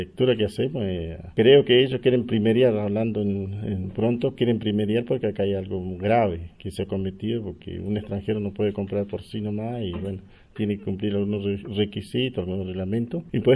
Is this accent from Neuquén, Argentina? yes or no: yes; Neuquén, Argentina; Como mapuche y como argentino o como neuquino.